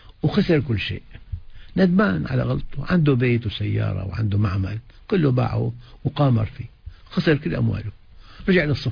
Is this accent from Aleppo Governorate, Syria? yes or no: yes; Aleppo, Aleppo Governorate, Syria; أنا أخ من حلب